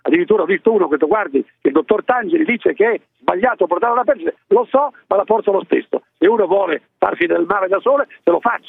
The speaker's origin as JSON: {"language": "Italian", "region": "Po Valley", "country": "Italy", "tie": "born or raised there", "said": "Della mia infanzia, io sono nato sul Po"}